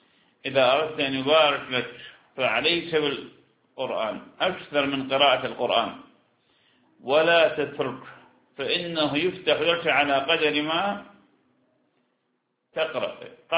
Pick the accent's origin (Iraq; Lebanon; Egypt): Iraq; نحن لسنا، أنا عراقي وأنت شام، نحن لسنا حجازين